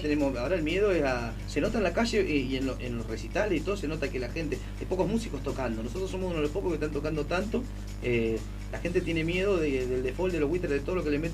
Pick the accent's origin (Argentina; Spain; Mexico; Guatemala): Argentina; Somos todos argentinos